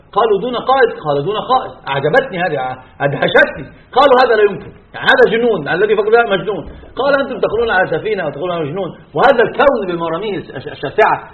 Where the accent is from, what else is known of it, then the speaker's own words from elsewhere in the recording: Egypt; كان في الجامعات عندنا في مصر شديد جدا